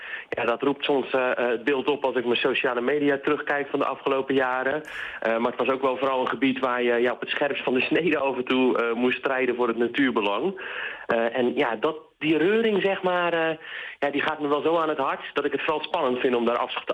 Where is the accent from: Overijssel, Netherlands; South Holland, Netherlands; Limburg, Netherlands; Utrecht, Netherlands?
South Holland, Netherlands; Sliedrecht; Ik woon er tegenaan. Mijn hele leven al trouwens. Opgegroeid in Sliedrecht.